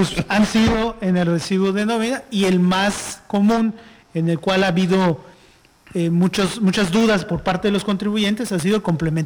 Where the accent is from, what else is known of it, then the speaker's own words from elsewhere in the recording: Mexico; Como buenos mexicanos, hasta que no sea obligación, pues no